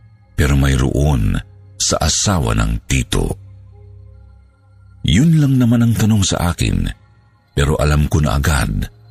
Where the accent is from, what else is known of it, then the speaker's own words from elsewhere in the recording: Davao Region, Philippines; Gusto ko lang ikwento ang karanasan ko noong bata pa ako sa probinsya namin sa Davao del Sur.